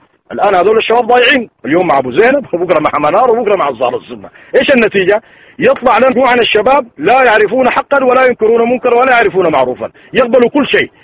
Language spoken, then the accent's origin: Arabic; Sudan; كما يقول عندنا في السودان المثل